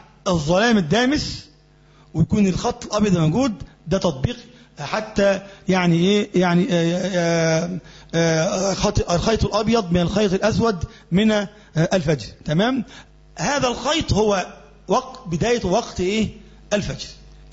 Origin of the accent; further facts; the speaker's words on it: Egypt; بيكون مثلا ما بين هنا عندنا في مصر وبين الشمس نفسها